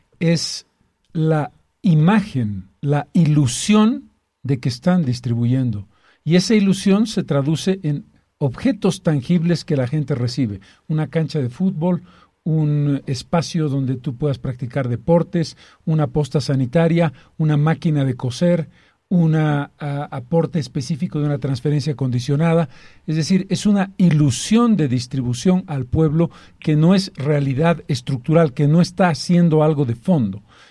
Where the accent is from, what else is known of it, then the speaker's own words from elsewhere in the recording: Bolivia; Los 11 millones de bolivianos somos el pueblo boliviano.